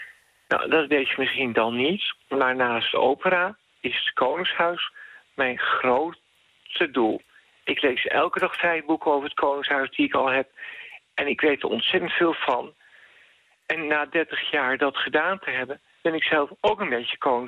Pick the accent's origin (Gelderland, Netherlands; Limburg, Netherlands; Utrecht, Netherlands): Utrecht, Netherlands; Soest; Bijvoorbeeld, ik kom uit Soest.